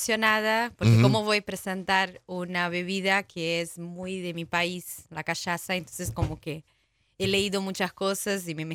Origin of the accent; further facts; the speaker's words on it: São Paulo, Brazil; Spanish is a second language; moved away; also born or lived in Fortaleza; Sí, sí. Paulista. Una ciudad que está 100 kilómetros más o menos de la capital.